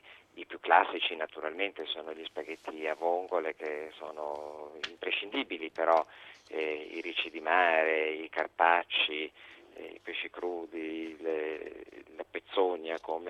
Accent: La Spezia, Liguria, Italy; richiamano un po' i terrazzamenti liguri, visto che io sono di La Spezia.

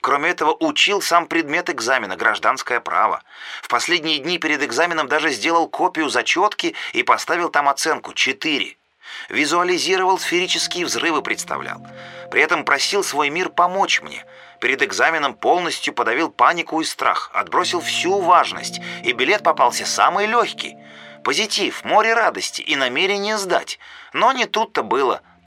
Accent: Kazakhstan; Я, наконец-то, в 30 лет, что по казахстанским стандартам как-то поздно, а я казашка и живу в Астане

